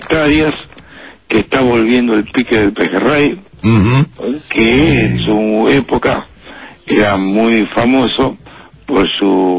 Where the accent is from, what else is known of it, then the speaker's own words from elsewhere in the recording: Lobos, Buenos Aires Province, Argentina; born there; yo soy nacido en Lobos.